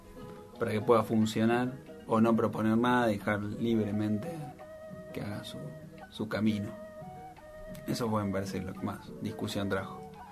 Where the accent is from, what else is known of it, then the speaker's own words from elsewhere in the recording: San Martín, Buenos Aires Province, Argentina; Yo me crié en San Martín.